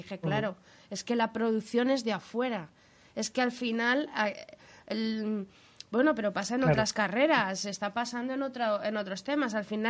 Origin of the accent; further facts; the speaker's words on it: León, Castile and León, Spain; accent: León; Hombre, a mí León me tira pues por mi infancia, podríamos